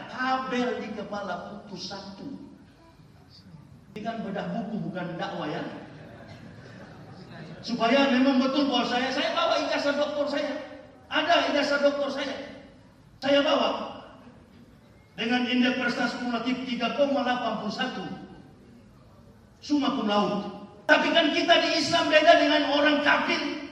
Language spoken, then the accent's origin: Indonesian; Manado, North Sulawesi, Indonesia; Tidak mudah kami orang Manado bisa menembus yang namanya gerbang hidayah